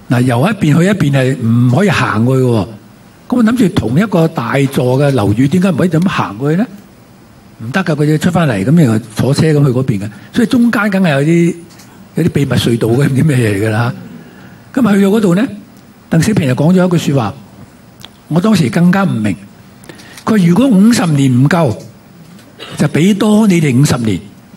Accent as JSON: {"language": "Cantonese", "country": "Hong Kong", "said": "即係佢以為我哋香港人，即係香港男人咧嚇，係中意跑馬、中意跳舞嘅啫嚇"}